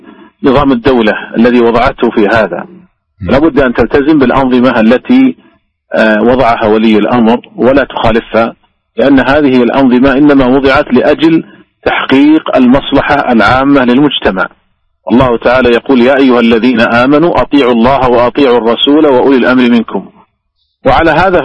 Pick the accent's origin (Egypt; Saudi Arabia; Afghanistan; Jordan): Saudi Arabia; وحتى عندنا في المملكة العربية السعودية منعته رسميا وزارة التجارة